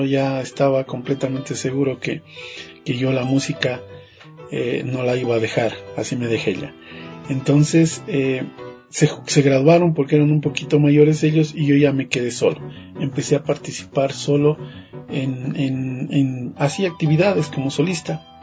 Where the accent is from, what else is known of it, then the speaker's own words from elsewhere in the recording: Quito, Pichincha, Ecuador; born there; yo nací en Quito y por causas y motivo de trabajo que mi papá era profesor de música en su tierra, en el Ángel Carchi, vinimos a vivir acá.